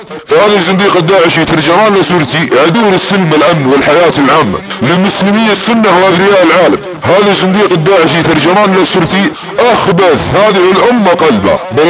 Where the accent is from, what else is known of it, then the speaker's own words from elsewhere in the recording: Saudi Arabia; بل ان بلادنا السعودية هي الهدف الاول